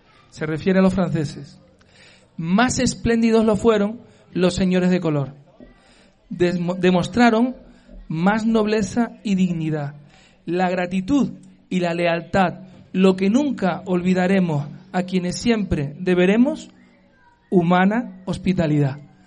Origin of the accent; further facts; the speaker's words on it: Canary Islands, Spain; Yo soy muy canario. Ya, más canario imposible.